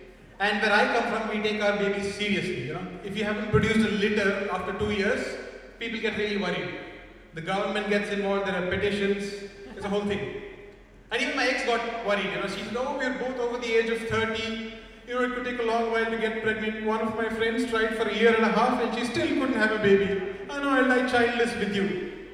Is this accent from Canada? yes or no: no; India; I'm also from India, where all the people come from.